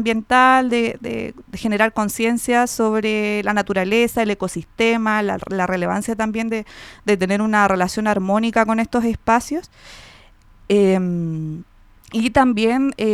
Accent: San Bernardo, Santiago Metropolitan, Chile; somos una organización de mujeres, de lesbianas, que somos la mayoría de San Bernardo.

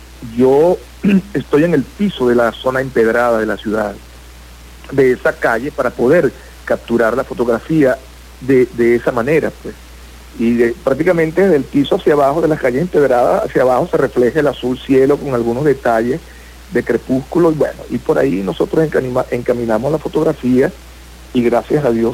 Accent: Coro, Falcón, Venezuela; born there; Yo nací aquí en Coro

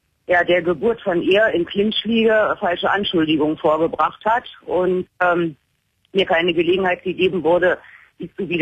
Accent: Berlin, Germany; Ich bin gebürtige Deutsche, bin in Deutschland geboren und aufgewachsen, in Berlin. Und habe allerdings durch eine Heirat vor 21 Jahren die persische Staatsangehörigkeit bekommen.

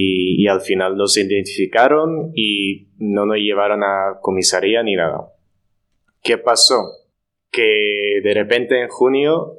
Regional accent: Netherlands; Spanish is a second language; now in Spain; además soy extranjero, soy de Holanda, no puedo comparar cómo es la situación en España como con la holandesa

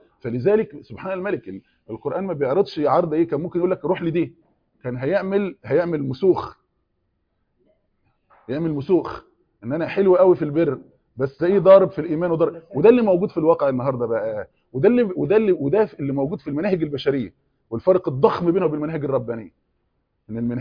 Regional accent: Egypt; احنا زي الفته كده كمصريين دلوقتي

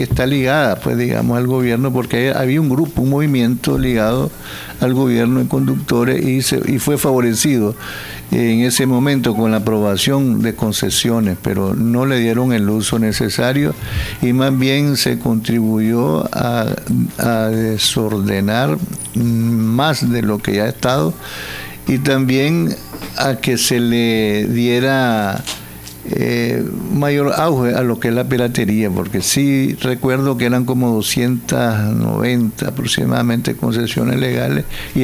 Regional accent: Nicaragua; porque así somos los nicaragüenses

